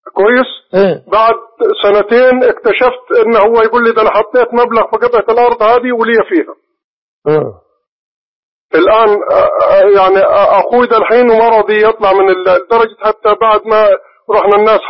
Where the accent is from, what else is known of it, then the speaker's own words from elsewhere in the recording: Sohag, Sohag Governorate, Egypt; also born or lived in Saudi Arabia; now in Alexandria, Egypt; لا والله أنا مصري من سوهاج وعايش في الإسكندرية وكنت بس في السعودية. أنا كنت عايش بروح السعودية ورجعت استقرار